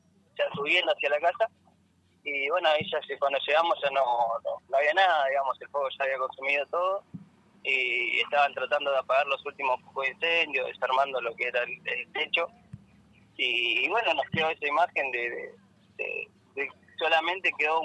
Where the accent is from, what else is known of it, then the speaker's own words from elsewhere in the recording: Comodoro Rivadavia, Chubut, Argentina; Sí, yo soy de Comodoro y mi novia es de Sarmiento. Nosotros somos del sur, de la provincia de Chubut.